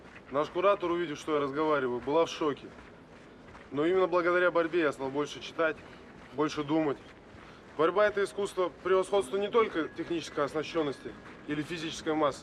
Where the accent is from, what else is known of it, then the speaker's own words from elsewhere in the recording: Siberia, Russia; Тем, что я сибиряк.